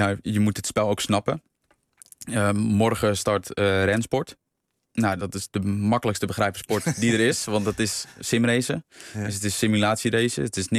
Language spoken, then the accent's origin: Dutch; Netherlands; Want zeker in Nederlander, en dan spreek ik even als Nederlander